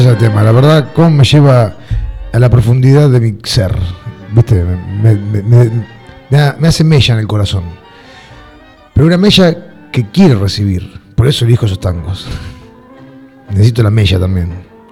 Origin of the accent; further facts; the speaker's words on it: Lanús, Buenos Aires Province, Argentina; yo soy de Lanús. Barrio plateado por la luna, barrio humilde, obrero.